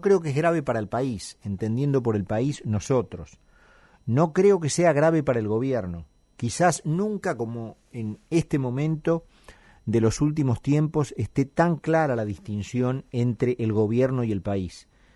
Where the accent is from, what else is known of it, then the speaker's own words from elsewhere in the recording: Argentina; a la que tan afectos somos los argentinos